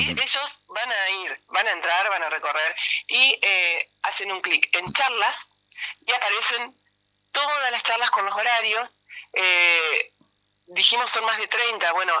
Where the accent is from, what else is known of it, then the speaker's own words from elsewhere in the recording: Gualeguaychú, Entre Ríos, Argentina; cuando yo me vine a estudiar acá, yo soy de Gualeguaychú